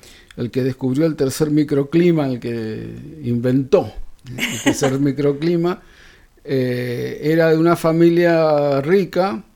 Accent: La Plata, Buenos Aires Province, Argentina; now in San Luis, Argentina; Bueno, yo soy de La Plata. Patricia, que es mi señora, es de Bahía Blanca

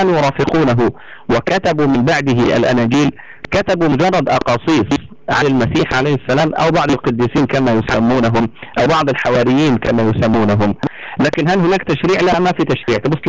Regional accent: Egypt; يعني مثلا لو أنك نظرت إلى ما يعرف عندنا في مصر باسم أبو كريفة

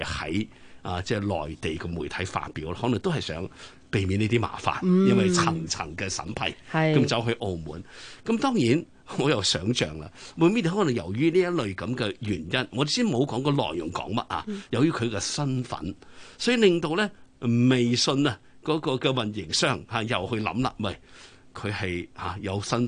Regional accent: China; 咁呢個當然好顯然咧係通常我哋中國人嘅傳統

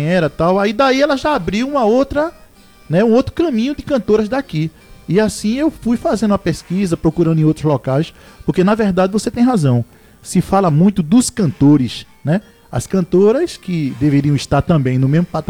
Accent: Pernambuco, Brazil; Eu sou de Pernambuco e tenho o maior orgulho, rapaz.

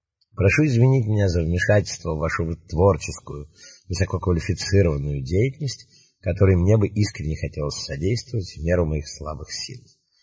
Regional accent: Saint Petersburg, Russia; born there; now in Moscow, Russia; Я родился в Петербурге, в доме, где жил Римский Корсаков, Загородный проспект 28. В 1924 году переехал с семьей на Казанскую улицу, номер 8/10

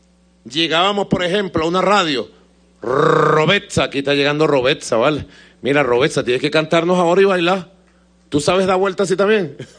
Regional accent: Venezuela; el pueblo mestizo, rebelde, arrecho que somos, el pueblo de Venezuela.

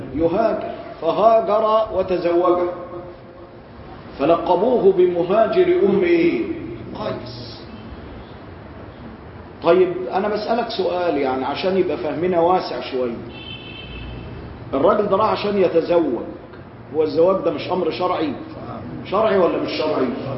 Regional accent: Egypt; أنا قاصد عندنا في مصر بيقول لك حاجة كويسة

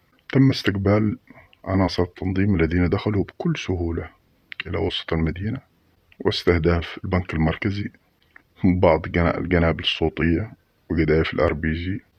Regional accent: Mukalla, Hadramaut, Yemen; مثل ما حصل عندنا في المكلا

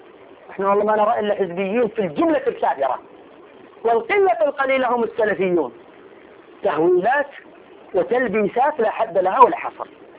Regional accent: Saudi Arabia; عندنا في السعودية نحن

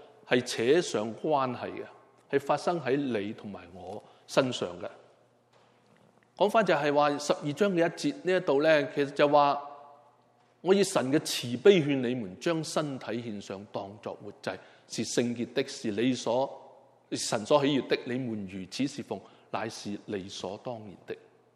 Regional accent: Hong Kong; 我们香港人给了一个 很亲昵的名字

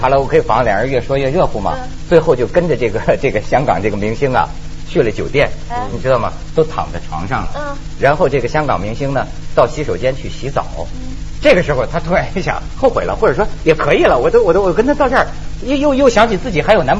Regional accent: China; 后来我们中国人要多势利眼呢

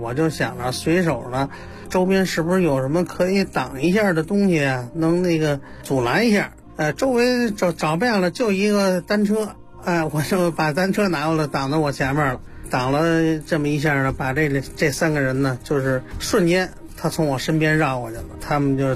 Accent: Xihongmen, Beijing, China; 我是呢土生土长的西红门人的本地人，在这个西红门这个镇政府的民政科呢工作了有一段时间了

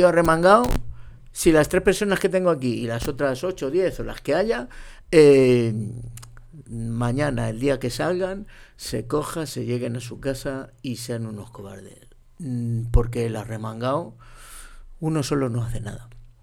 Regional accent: Gomecello, Castile and León, Spain; Como dicen en mi pueblo, Salamanca, Gomecello, 250 habitantes en invierno.

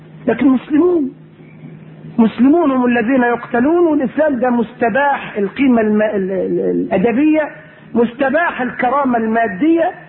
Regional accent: Egypt; احنا مصريين اهل نكتة، طبيعتنا كده، الطبيعة المصرية للأسف فيها يعني النكتة كده

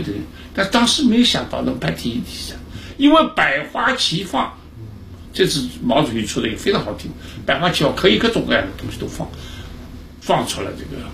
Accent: Shanghai, China; also born or lived in Hong Kong; 我们上海人是从小喜欢踢小橡皮球。这都有关系，所以后来我在香港念书的时候，因为我当时抗战开始，我父亲调到香港，到交通部香港去工作

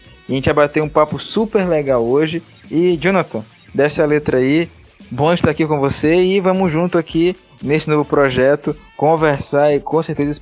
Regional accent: Maranhão, Brazil; Eu sou maranhense, estou aqui em São Luís do Maranhão

